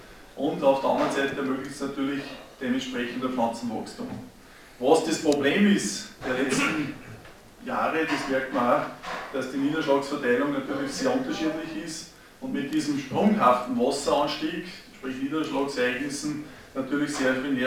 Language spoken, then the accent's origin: German; Upper Austria, Austria; Ich komme aus dem Bezirk Vöcklabruck